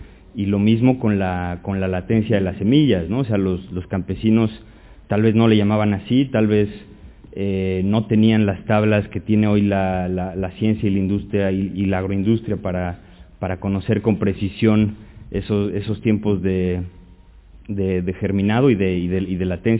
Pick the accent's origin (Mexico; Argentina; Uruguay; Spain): Mexico; yo por ejemplo vengo de México y los campesinos allí lo hacen con ceniza, con cal